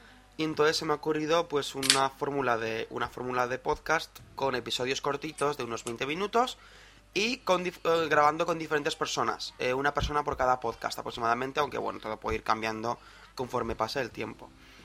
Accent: Zaragoza, Aragon, Spain; los dos somos de Zaragoza

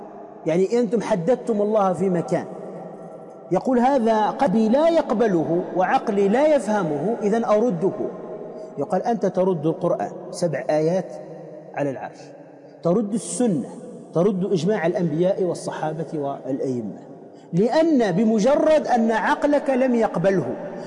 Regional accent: Tunisia; وأصلا عندنا في تونس تسمى الهريسة

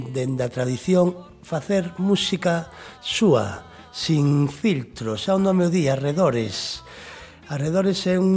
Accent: Malpica de Bergantiños, Galicia, Spain; born there; xente da miña parroquia natal, Cerqueda, en Malpica de Bergantiños.

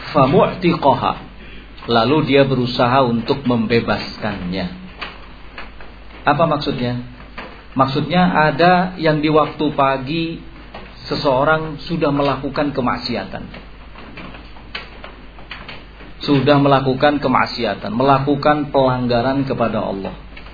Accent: West Java, Indonesia; Kita nih orang Sunda terus terang, kadang-kadang seperti itu.

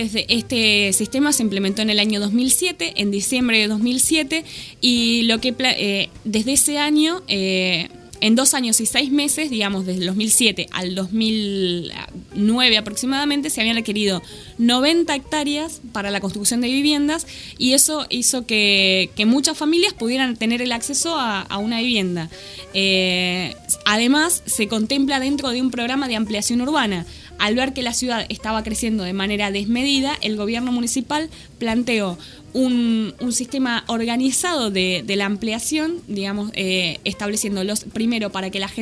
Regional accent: Trenque Lauquen, Buenos Aires Province, Argentina; yo soy de Trenquelauquen, de una ciudad cabecera de partido del oeste, del noroeste de la provincia de Buenos Aires, que fue una de las ciudades que más creció en la provincia entre el 91 y el 2003.

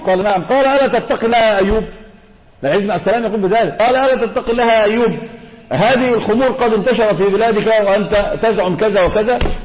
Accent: Egypt; هذا منتشر عندنا في مصر

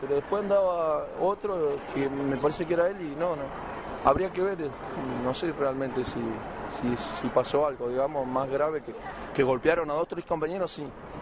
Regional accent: Pico Truncado, Santa Cruz, Argentina; Nosotros somos del interior, de Pico Truncado, Santa Cruz

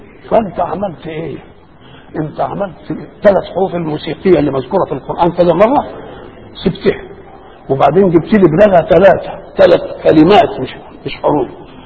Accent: Egypt; كده انا مصري ايه الشغلانه دي؟

